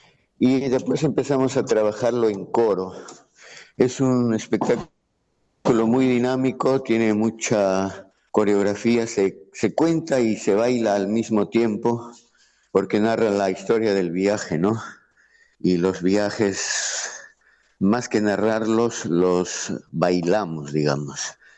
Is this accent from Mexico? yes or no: no; Peru; peruano, de paso por aquí, por Argentina, y ya de Buenos Aires de regreso a Lima